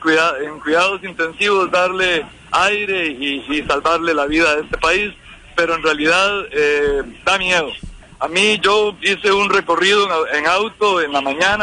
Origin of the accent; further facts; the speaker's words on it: Costa Rica; Y soy un costarricense que no se siente pico frente a estas circunstancias.